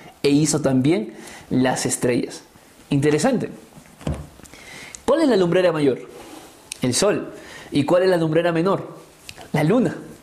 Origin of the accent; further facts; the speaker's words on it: Peru; incluso en nuestra cultura peruana, para los que somos peruanos, hemos crecido